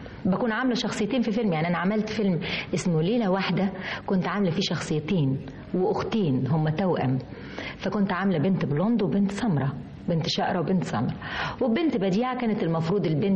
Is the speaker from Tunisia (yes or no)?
no; Egypt; أنا برضو بمشي في الشارع ساعات الناس ما تفتكرينش إن أنا مصرية، لكن أنا مصرية.